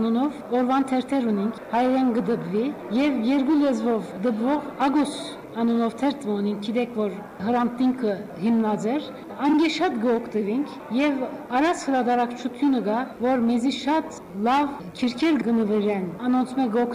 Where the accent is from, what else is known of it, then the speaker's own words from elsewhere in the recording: Adıyaman, Turkey; born there; first language Turkish; Armenian is a second language; now in Istanbul, Turkey; բայց բոլսացի չեմ, Անատոլիա մեջ Ադիաման ծնած եմ, բոլոր ընտանիքը սալ Հոնգեի գերենք 70-ները, 40 տարի էի վեր Բոլիս Գաբրինք, հայլալով, հայախոս չեմ, վերջերս սորվեցա